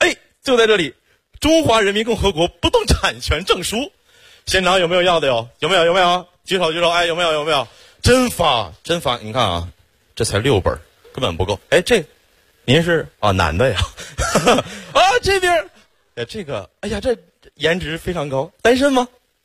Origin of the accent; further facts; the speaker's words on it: Xiong'an, Hebei, China; 土生土长的雄安人，从小在那长大